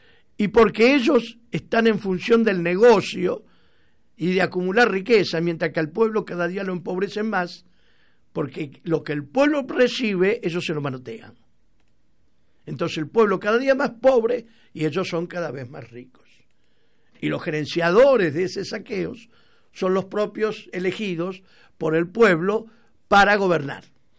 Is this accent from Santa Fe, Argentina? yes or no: yes; Rosario, Santa Fe, Argentina; moved away; cuando voy a mi terruño, a Rosario. La angustia que me agarra cuando yo salgo de Rosario para volver acá.